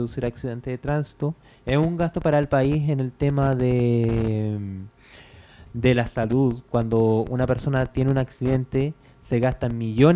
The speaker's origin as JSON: {"language": "Spanish", "country": "Chile", "said": "porque de mi forma como chileno, te digo, estás despedido"}